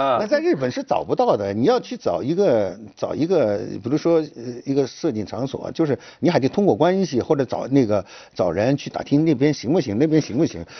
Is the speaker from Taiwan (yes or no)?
no; China; 他说一看我是个中国人，能说中文